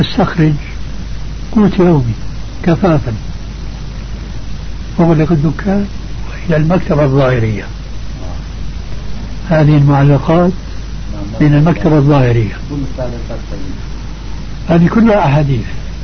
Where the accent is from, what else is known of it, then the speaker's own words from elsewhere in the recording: Damascus, Damascus Governorate, Syria; كما يقال عندنا في دمشق